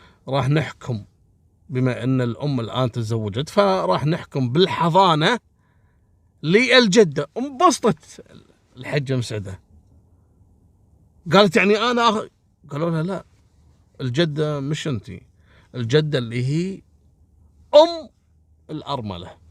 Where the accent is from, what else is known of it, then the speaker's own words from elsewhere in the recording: Kuwait; أصلا عندنا في الكويت هنا ما تشوفون موضوع سحب الجناسي والمزورين